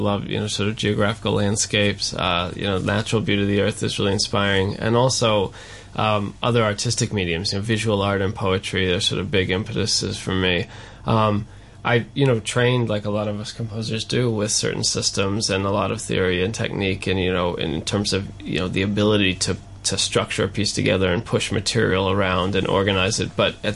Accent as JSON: {"language": "English", "country": "United States", "said": "And we are all American, so people ask us here"}